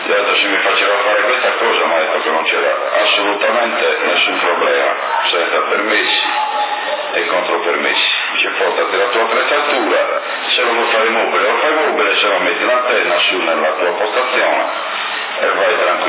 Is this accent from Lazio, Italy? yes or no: no; Naples, Campania, Italy; sono napoletano, è una cosa allucinante, veramente.